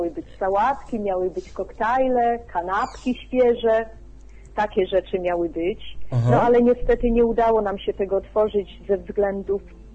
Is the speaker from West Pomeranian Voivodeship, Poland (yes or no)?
yes; Szczecinek, West Pomeranian Voivodeship, Poland; Ja jestem ze Szczecinka. To jest miasto